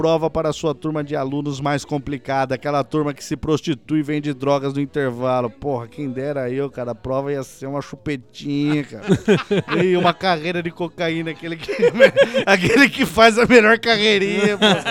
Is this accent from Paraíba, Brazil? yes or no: no; Sorocaba, São Paulo, Brazil; sou da cidade de Sorocaba.